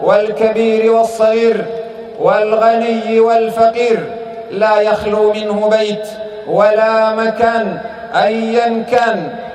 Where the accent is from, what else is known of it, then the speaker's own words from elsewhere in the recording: Sudan; وقد قطع من بلدنا السودان جزء، وانتقص من أرضه وشعبه.